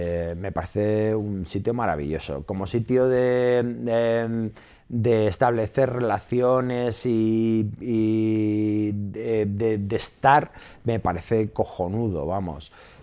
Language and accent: Spanish; Leganés, Community of Madrid, Spain; he vivido en Leganés toda mi vida.